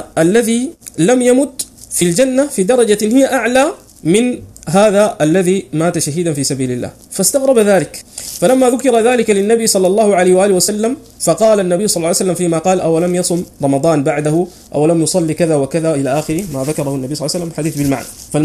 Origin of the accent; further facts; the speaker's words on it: Sudan; من أمور كثيرة منتشرة خاصة عندنا في السودان